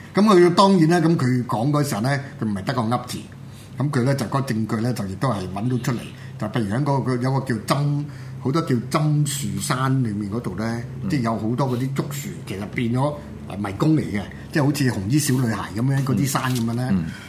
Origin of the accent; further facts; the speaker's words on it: Hong Kong; 我覺得就唔係我哋香港人咧，即係自己咧生安白造咁樣諗出嚟